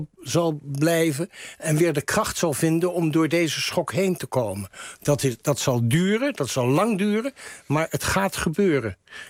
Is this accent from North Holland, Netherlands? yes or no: no; Rotterdam, South Holland, Netherlands; dat ook ik dat als Rotterdammer betreur.